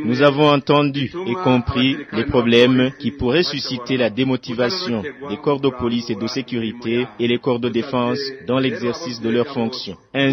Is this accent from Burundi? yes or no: yes; Burundi; le Burundi est un don de Dieu et qu'il nous appartient tous en tant que Burundais